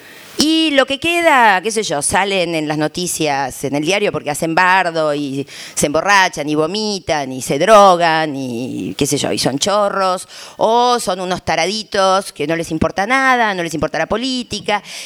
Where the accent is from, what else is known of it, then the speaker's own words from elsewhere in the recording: Argentina; porque en mi país, hasta diría el kirchnerismo, esto sobre todo hasta el 2010 esto fue muy fuerte